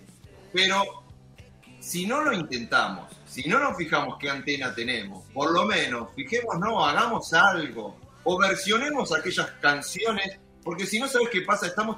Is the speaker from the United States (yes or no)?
yes; New York, United States; born there; cuando nací en Long Island me parece medio tonto